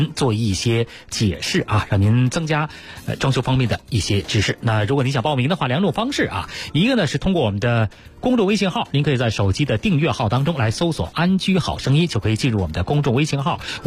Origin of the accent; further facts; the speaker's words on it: Beijing, China; 尤其是我们北京人对那儿哈、啊，老觉得原来是一个出煤的地方